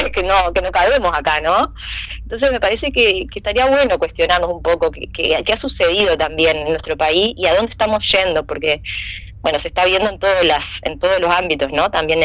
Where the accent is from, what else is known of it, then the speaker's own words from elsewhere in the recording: San Carlos, Maldonado, Uruguay; also born or lived in Montevideo; Yo soy de San Carlos, me crié, o sea, nací en Montevideo, pero por circunstancias médicas, pero soy criada en San Carlos